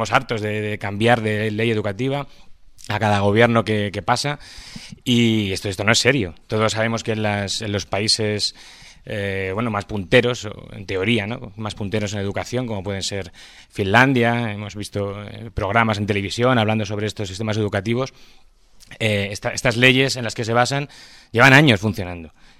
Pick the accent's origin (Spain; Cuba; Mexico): Spain; Madrid, Community of Madrid; accent: Madrid; yo le hable en inglés a mi alumno con mi acento de Madrid.